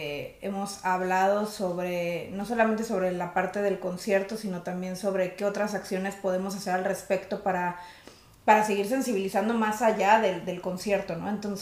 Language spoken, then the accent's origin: Spanish; Mexico; quienes sí tendríamos que estar pidiendo justicia por ella somos la sociedad mexicana